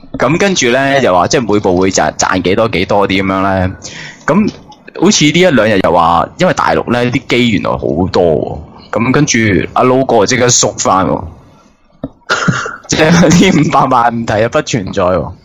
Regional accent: Hong Kong; 喂，我哋香港人，

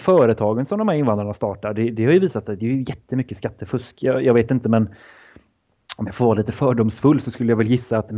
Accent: Sweden; Men jag misstänker att som svensk är man kanske lite mer ärlig

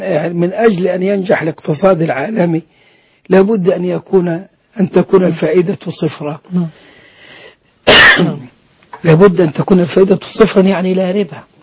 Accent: Egypt; ثم كانت شركات توظيف الأموال. وعندنا في مصر

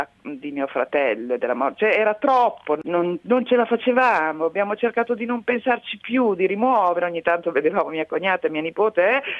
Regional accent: Mantua, Lombardy, Italy; Sono nata a Mantova insieme a mio fratello, lui aveva 2 anni più di me, e abbiamo fatto tutto insieme, le scuole

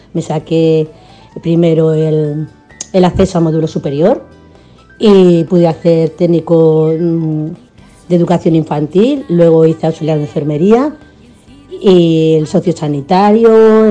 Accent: Barcelona, Catalonia, Spain; also born or lived in Seville; now in Tarragona, Spain; Yo nací en Sevilla, pero desde muy pequeña estoy aquí en Cataluña. Concretamente fui primero a Barcelona y ahora pues estoy en Tarragona. Mis raíces sí serán sevillanas, pero me siento muy catalana.

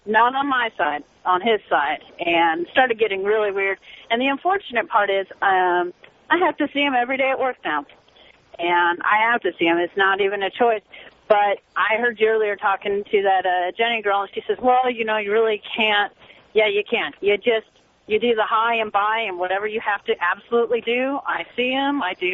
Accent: Seattle, Washington, United States; Can you do me a favor and take me out old Enum Clue style? Because I'm from Seattle.

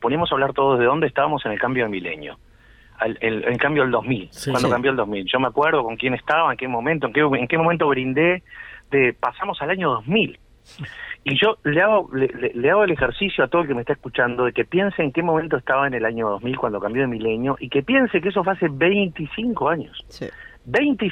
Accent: Montevideo, Uruguay; born there; toda mi familia es de Aguascorriente. Yo nací en Montevideo, sí. Porque a mi padre lo trasladaron, mi padre trabajaba en la OCE.

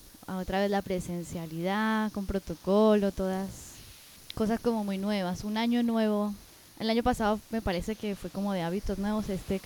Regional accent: Medellín, Antioquia, Colombia; una colectiva de mi tierrita, El día de hoy tendremos a NOT, que es un colectivo feminista creado en el 2016 en la ciudad de Medellín, Colombia

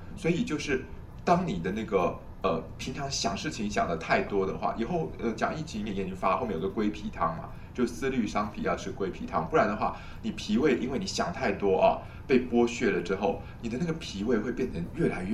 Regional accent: Taiwan; 我们今天台湾的人尤其不会气到吐血，我们台湾人都是气到

